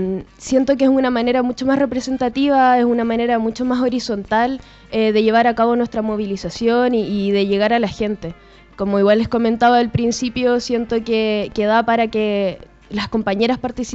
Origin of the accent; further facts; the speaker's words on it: Puente Alto, Santiago Metropolitan Region, Chile; Sí, soy de Puente Alto, nací aquí. Pero estudio en Providencia, en el Liceo 7 de Providencia, un liceo municipal. Estoy en cuarto medio, llevo 6 años en el liceo, llegué en séptimo básico.